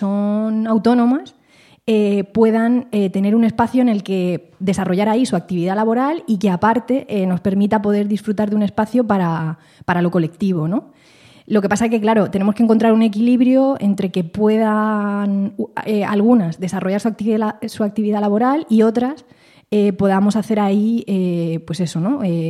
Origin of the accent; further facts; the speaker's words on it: Petrer, Valencian Community, Spain; de Petrer, de mi pueblo.